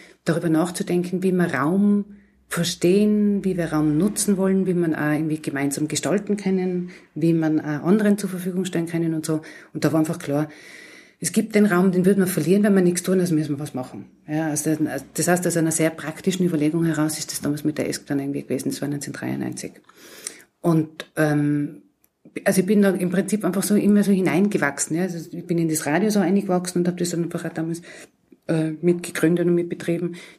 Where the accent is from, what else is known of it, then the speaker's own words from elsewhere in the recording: Innsbruck, Tyrol, Austria; also born or lived in Graz; Ich bin ja ursprünglich aus Innsbruck.